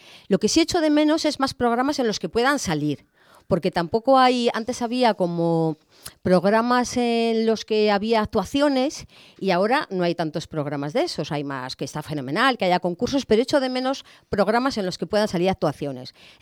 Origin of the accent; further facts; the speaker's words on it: Madrid, Community of Madrid, Spain; also born or lived in Alicante; a los 2 o 3 meses ya volví a Madrid. O sea que realmente fue como que yo quería nacer en el Mediterráneo, en Alicante, y aunque luego pues mi vida fue en Madrid, más concretamente en el barrio de Estrecho.